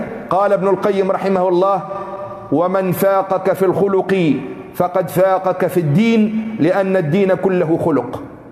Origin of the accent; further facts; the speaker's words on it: Tunisia; اعتدنا في بعض المناطق عندنا في تونس يوم العيد تهدى المرأة هدية يسموها هدية الماء والملح